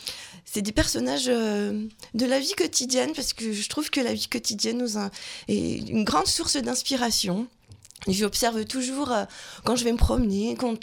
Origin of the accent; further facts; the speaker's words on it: Belfort, Bourgogne-Franche-Comté, France; Donc je viens de Belfort, dans le territoire de Belfort.